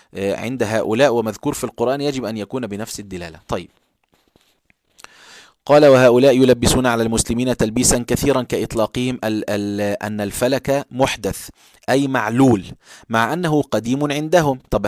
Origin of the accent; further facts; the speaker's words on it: Egypt; فاحنا كلمة بارد عندنا في مصر شتيمة.